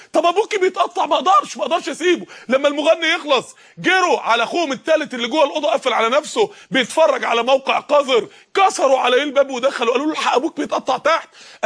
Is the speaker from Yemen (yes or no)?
no; Mansoura, Dakahlia, Egypt; زي السماء لما نزلت الطوب الجليد بتاعها من عدة ايام عندنا في المنصورة